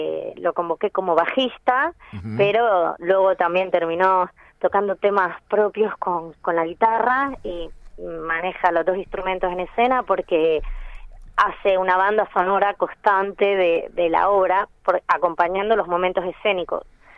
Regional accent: Canary Islands, Spain; now in Argentina; No, no, soy de las Islas Canarias.

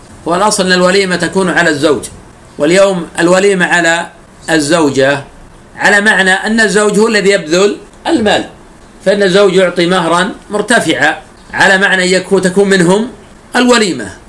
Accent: Najd, Saudi Arabia; كما يفعل الآن بعض الناس في عادة عندنا في نجد

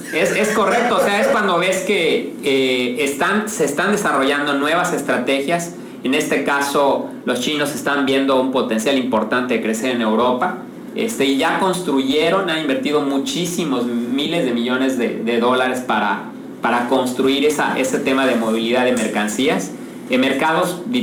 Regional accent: Yucatán, Mexico; para que todos como yucatecos y como empresarios que nos escuchan, conozcamos pues las iniciativas

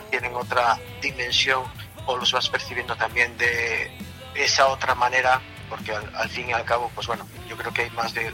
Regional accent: Galicia, Spain; como somos gallegos

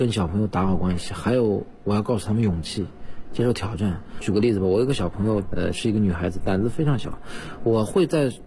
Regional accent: China

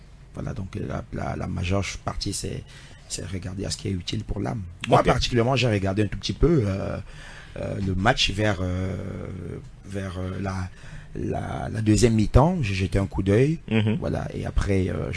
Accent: Cameroon; je suis Camerounais, je respecte les communautés locales, mais aussi j'ai une autre identité qui est céleste.

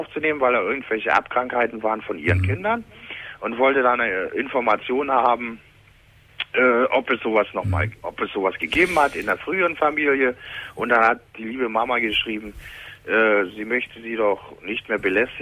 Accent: Leipzig, Saxony, Germany; born there; Fakt ist eins, ich wohne im Land Brandenburg und bin geboren in Leipzig.

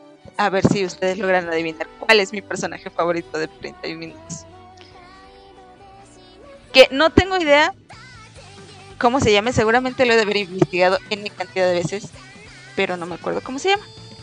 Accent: Mexico; Yo soy de México, no tengo nada que ver con Chile. Yo soy de México

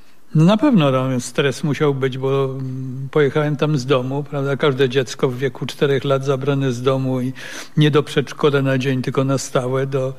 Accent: Russia; now in Warsaw, Poland; że dowiedziałem się, że jestem Rosjaninem

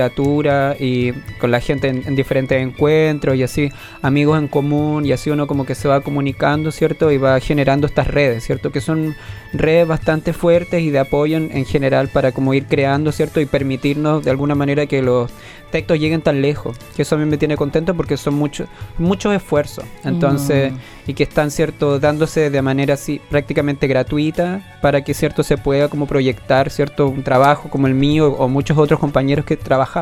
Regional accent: Osorno, Los Lagos, Chile; Sí, soy de Osorno.

